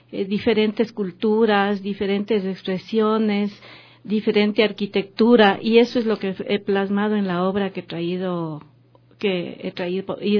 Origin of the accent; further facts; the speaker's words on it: Riobamba, Chimborazo, Ecuador; Yo soy de Riobamba, como los otros dos compañeros que todavía no llegan, que son Rodrigo Mariño y Juan Muquinche.